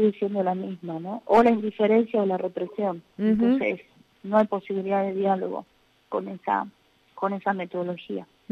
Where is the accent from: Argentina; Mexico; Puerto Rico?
Argentina; cuestionar y hacer las presentaciones que tenemos como ciudadanos argentinos